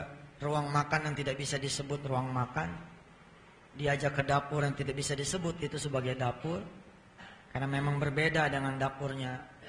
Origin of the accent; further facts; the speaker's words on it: Jakarta, Indonesia; Sehingga kita-kita orang Jakarta mengenal orang Ambon seperti orang yang kasar.